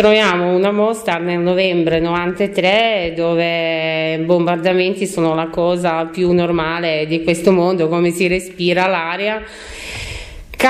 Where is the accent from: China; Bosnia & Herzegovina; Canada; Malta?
Bosnia & Herzegovina; Mostar, Federation of Bosnia and Herzegovina; Italian is a second language; now in Italy; Ok, allora io arrivo, sono cittadina croata, però arrivo da Mostar, che si trova in Bosnia e Erzegovina, ex Jugoslavia